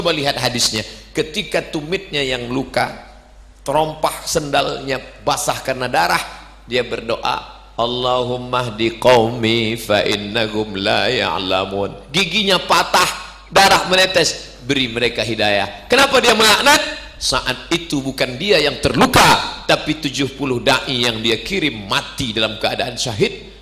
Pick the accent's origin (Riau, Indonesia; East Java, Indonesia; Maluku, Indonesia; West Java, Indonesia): Riau, Indonesia